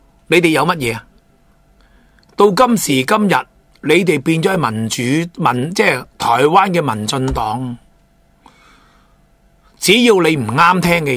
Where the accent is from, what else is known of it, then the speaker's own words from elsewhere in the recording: Hong Kong; 诚诚实实话俾我哋香港人听，唔好将个政治议题炒作。